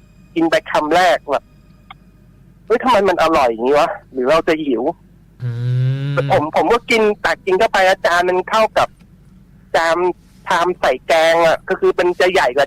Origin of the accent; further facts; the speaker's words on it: Nong Khaem, Bangkok, Thailand; ผมเกิดและโตที่หนองแขมเลยไม่เคยไปไหนเลย